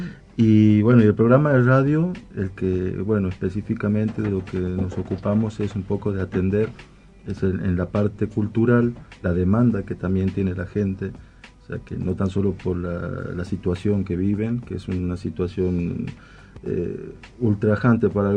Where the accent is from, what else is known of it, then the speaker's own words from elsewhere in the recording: Tucumán, Argentina; now in Buenos Aires, Argentina; De Tucumán.